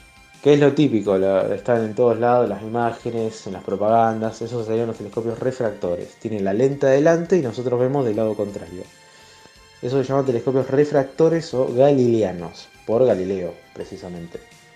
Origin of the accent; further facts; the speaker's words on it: Rosario, Santa Fe, Argentina; de Rosario, en este caso seguimos con la columna de astronomía